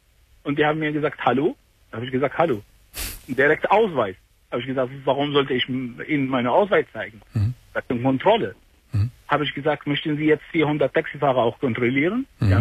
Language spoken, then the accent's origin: German; Iraq; German is a second language; moved away as an adult; now in Germany; Ich bin Iraker.